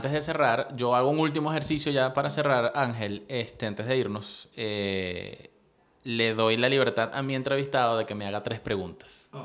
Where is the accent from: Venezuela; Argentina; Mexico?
Venezuela; Anaco, Anzoátegui; also born or lived in Ciudad Bolívar; yo no soy de Ciudad Bolívar. Vivía ya muchos años con mi papá. Yo soy de Anaco hasta Anzoátegui, cerquita. Okay. Soy de Oriente, pues.